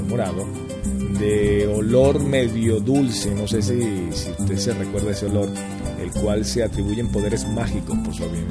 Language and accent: Spanish; Venezuela; ¿Cómo no vas a ser venezolano si soy venezolano?